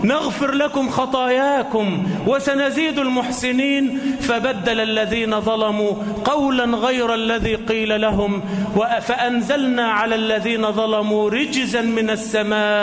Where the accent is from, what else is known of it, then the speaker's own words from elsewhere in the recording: Egypt; اللهم اجعل بلدنا مصر آمنة مطمئنة